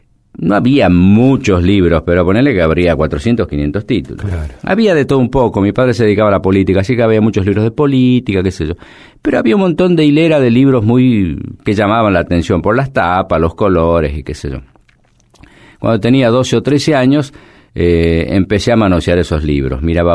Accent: Mendoza, Argentina; also born or lived in La Rioja; Mi familia se mudó cuando era chico a Mendoza, y en el barrio donde yo vivía, que era un barrio todavía obrero, de gente vinculada a la actividad agrícola, a la vid sobre todo

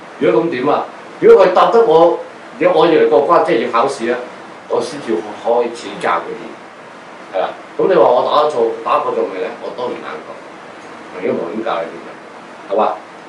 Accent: China; 有可能所謂我哋中國人所講魂魄都唔齊啊。

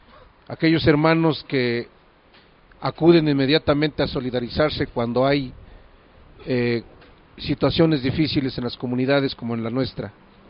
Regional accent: Xochicuautla, State of Mexico, Mexico; Nosotros venimos de la comunidad de Xochicuautla, comunidad del Estado de México.

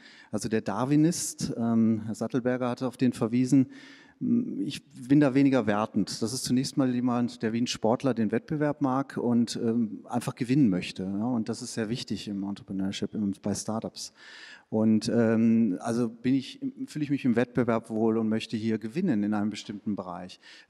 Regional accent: Switzerland; Das nicht nur in der Schweiz, wo ich herkomme, sondern auch in Deutschland.

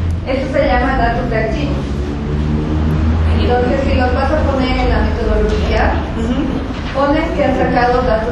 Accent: La Paz, Bolivia; soy boliviana, soy paseña, socióloga

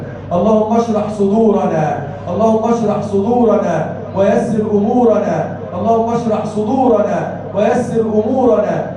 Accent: Egypt; اجعل بلدنا مصر بلدا امنا، سخاء رخاء وسائر بلاد المسلمين.

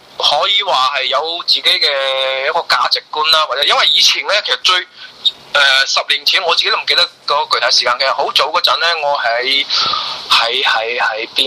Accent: Guangdong, China; 我是廣東人咧，對其實同香港可能聯繫比較多啲

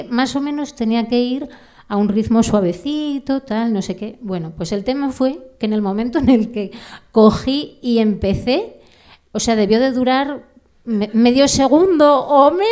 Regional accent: Langreo, Asturias, Spain; yo os he contado que vengo desde Caborana, pero yo soy de Langreo.

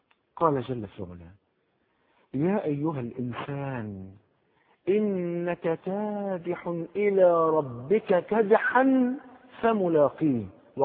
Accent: Cairo, Cairo Governorate, Egypt; عندنا في الحي اللي انا تربيت فيه في مصر القديمة.

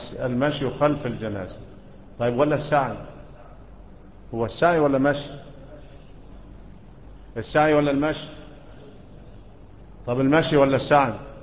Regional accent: Egypt; ومنا احنا كمصريين ايه اللي بيعملوه ده؟

